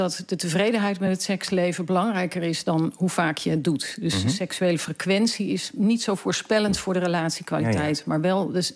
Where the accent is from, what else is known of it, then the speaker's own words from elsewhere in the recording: Netherlands; En dat doen we best veel als Nederlanders.